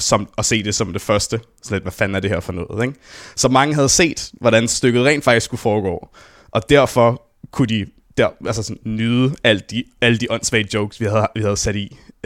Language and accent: Danish; Copenhagen, Capital Region of Denmark, Denmark; Jeg voksede op på Østerbro af alle steder. Du ved, Spæltmødrecentralen i København.